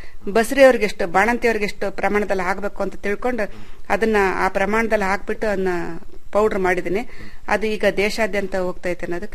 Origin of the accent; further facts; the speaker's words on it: Shivamogga, Karnataka, India; ಹುಟ್ಟೂರು ನಂದು ಶಿವಮೊಗ್ಗ ಜಿಲ್ಲೆ ಆಗಿರೋದ್ರಿಂದ ನಾನು ಅಲ್ಲೂ ನೋಡಿಲ್ಲ. ನಾನು ಬರೀ ಭತ್ತದ ಬೆಳೆ ಕಂಡವಳು.